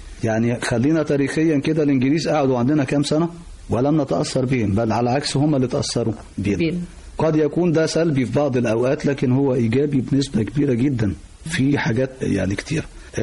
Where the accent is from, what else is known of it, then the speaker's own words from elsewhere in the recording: Egypt; لحد ما يجي عندنا في مصر ويبتدي التفاعل ده يحصل